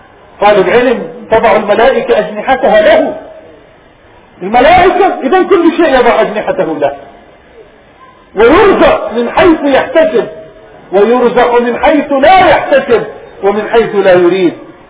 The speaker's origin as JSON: {"language": "Arabic", "country": "Palestine", "said": "توفي في بلادنا فلسطين، قالوا وقبره ربما يكون في الأغوار من بلادنا"}